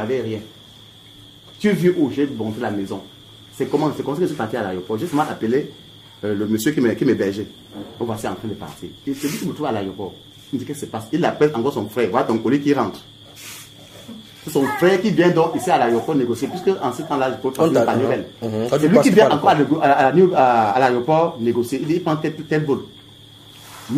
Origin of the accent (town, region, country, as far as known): Douala, Littoral, Cameroon; born there